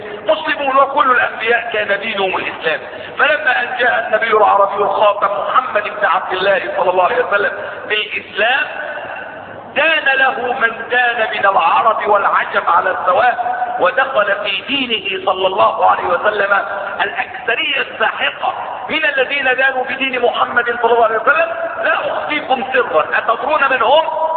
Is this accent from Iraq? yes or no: no; Egypt; إن إحنا كمصريين هنا